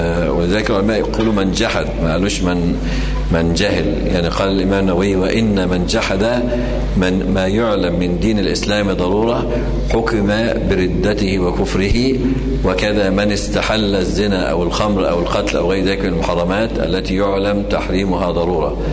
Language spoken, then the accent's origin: Arabic; Egypt; ولكن عندنا في مصر يعني كثير ممن ينتسب إلى العلم